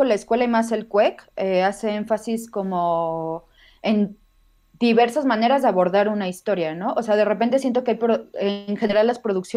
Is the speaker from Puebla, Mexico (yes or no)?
no; Guadalajara, Jalisco, Mexico; originalmente sí soy de Guadalajara.